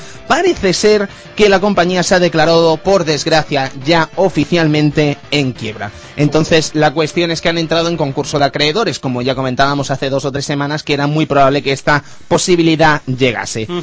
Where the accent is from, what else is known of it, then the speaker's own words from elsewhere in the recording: Catalonia, Spain; Soy catalán.